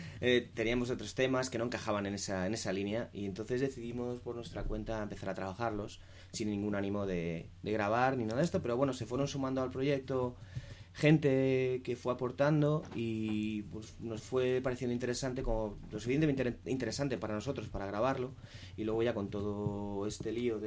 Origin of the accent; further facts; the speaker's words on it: Alicante, Valencian Community, Spain; somos seis músicos de Alicante que realmente pues tenemos otras inquietudes artísticas